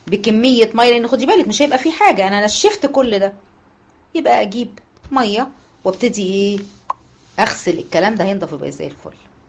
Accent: Egypt; طبعا انتوا عارفين المشهور هنا عندنا في مصر

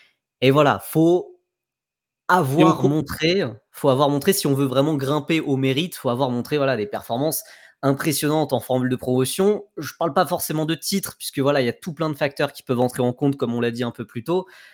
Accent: France; ce qui m'embête un peu en tant que Français

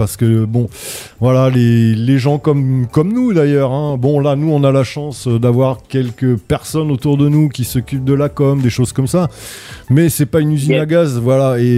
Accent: Faye-la-Vineuse, Centre-Val de Loire, France; Du sud, carrément du sud d'Indre-et-Loire. On est à 2 km près, on est dans la Vienne, Fée-la-Vineuse.

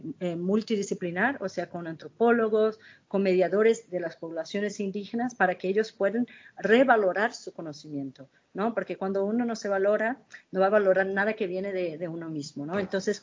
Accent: Brazil; Spanish is a second language; Yo, como brasileña, tengo que controlar mi tristeza

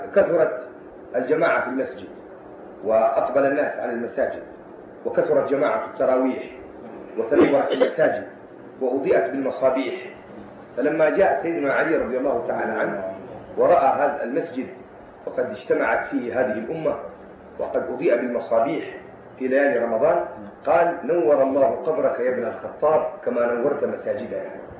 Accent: Hejaz, Saudi Arabia; بل إن السنة كلها عندنا في الحجاز بفضل الله مولد

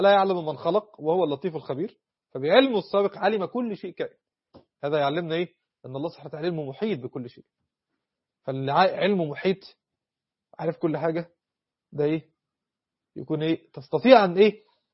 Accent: Egypt; احنا عندنا في مصر بيقول لك مثل ايه

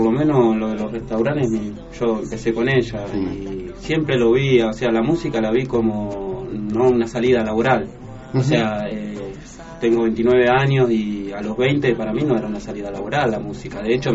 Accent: Cipolletti, Río Negro, Argentina; now in El Bolsón, Argentina; Hace 8 meses vengo de Cipolletti y hace 8 meses estoy acá en Bolso.

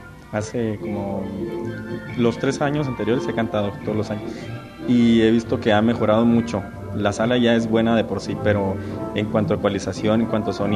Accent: Chihuahua, Mexico; soy tenor, soy del estado de Chihuahua

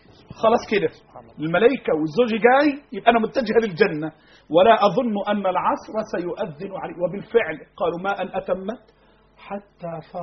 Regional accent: Egypt; اللهم احفظ بلدنا مصر.

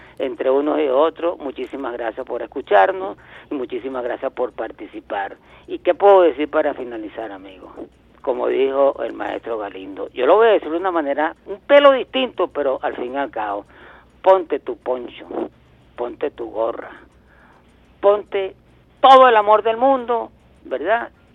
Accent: Venezuela; Vamos a tratar en este momento, y por lo que se avecina, darnos un abrazo como venezolanos, como hermanos que somos.

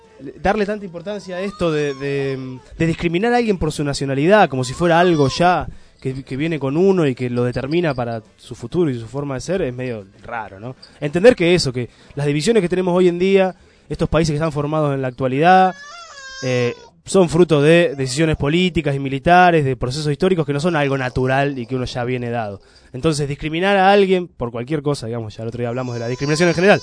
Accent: Argentina; yo soy argentino

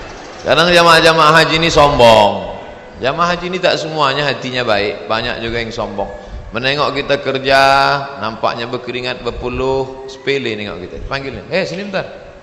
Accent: Riau, Indonesia; Asal dari mana? Riau.

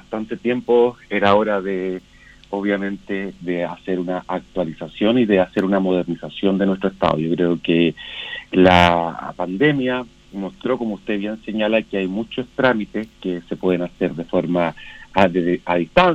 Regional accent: San Javier, Maule, Chile; Yo soy de San Javier, tengo una oficina en el centro de San Javier

